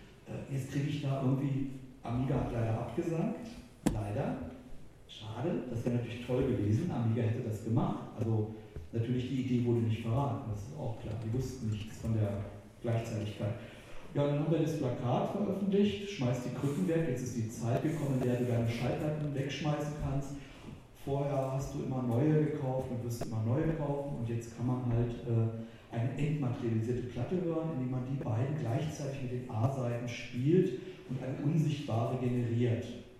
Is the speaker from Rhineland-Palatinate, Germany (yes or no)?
no; Wolfsburg, Lower Saxony, Germany; now in Berlin, Germany; ich bin ja aus Wolfsburg nach West-Berlin gezogen